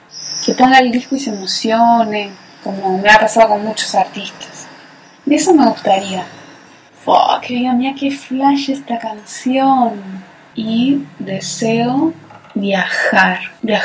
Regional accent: Merlo, Buenos Aires Province, Argentina; born or raised there; now in Buenos Aires, Argentina

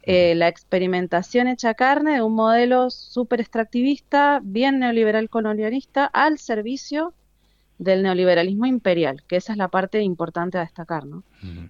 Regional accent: Argentina; hoy como argentinas y argentinos somos digamos, el modelo a mirar sobre lo que no hay que hacer

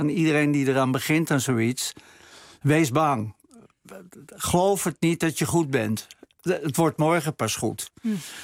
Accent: Amsterdam, North Holland, Netherlands; Ik kom uit Amsterdam-Oost, waar niks mee zat. Echte klotenbuurt.

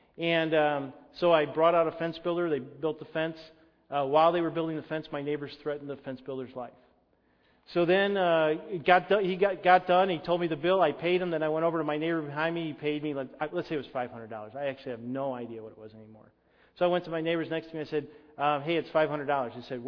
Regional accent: Illinois, United States; An elephant gun? I grew up in Illinois.

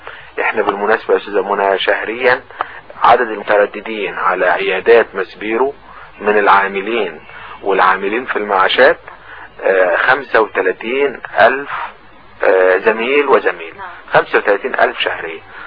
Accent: Egypt; لاننا كلنا كمصريين على قدم المساواة،

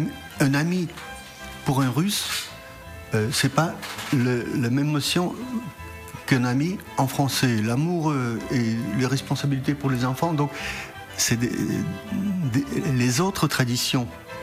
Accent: Paris, Île-de-France, France; moi je viens de Paris

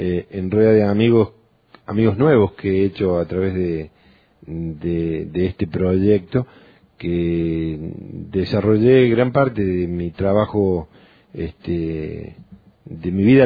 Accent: Córdoba, Argentina; soy lugareño, ¿no? Soy una persona nacida, criada durante gran parte de mi niñez y mi adolescencia en Tras la Sierra

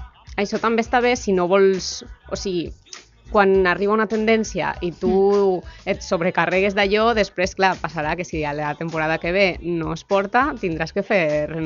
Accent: Valencian Community, Spain; jo que sóc del País Valencià i també d'un poble de costa

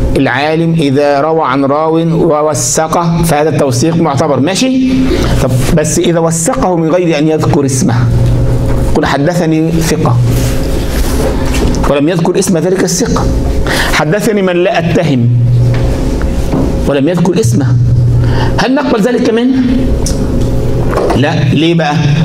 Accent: Egypt; زي عندنا مرة الكلام ده في الثمانينات، عندنا في مصر

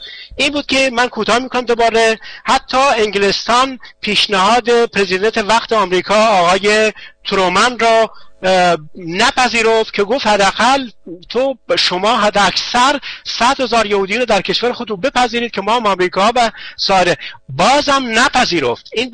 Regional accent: Iran; now in Germany; بلکه من یک ایرانی هستم

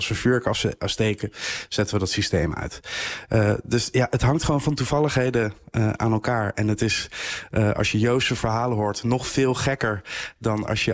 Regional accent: The Hague, South Holland, Netherlands; Ik kom zelf uit Den Haag.

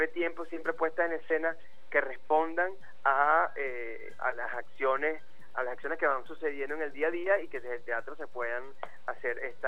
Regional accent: Venezuela; nosotros como venezolanos

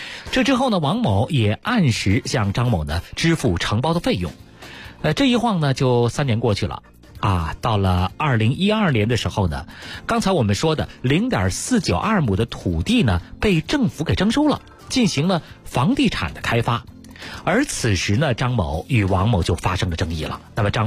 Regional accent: Beijing, China; 我是老北京啊

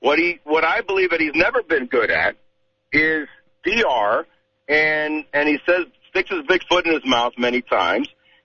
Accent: Miami, Florida, United States; also born or lived in Cuba; us as Cubans, I was born in Cuba, my parents, I grew up in Miami

